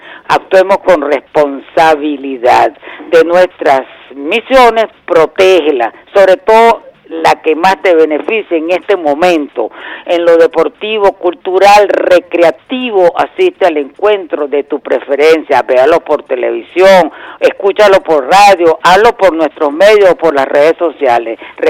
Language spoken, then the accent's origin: Spanish; Venezuela; lo que nosotros tenemos que ver como venezolanos